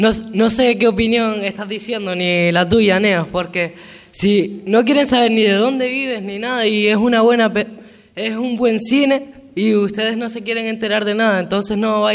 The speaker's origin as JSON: {"language": "Spanish", "region": "Canary Islands", "country": "Spain", "said": "nosotros somos de Canarias y encima vives ahí"}